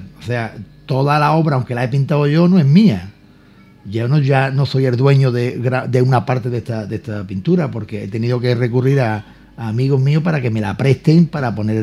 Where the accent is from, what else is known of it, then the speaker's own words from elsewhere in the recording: Ubrique, Andalusia, Spain; A mí me encanta pintar mi pueblo.